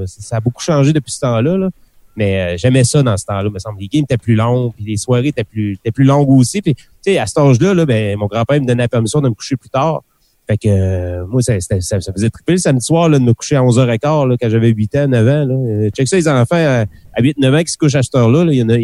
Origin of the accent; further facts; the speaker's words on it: Port-Cartier, Quebec, Canada; Non, c'est ça, je viens de la Côte-Nord, mais c'est pas grave.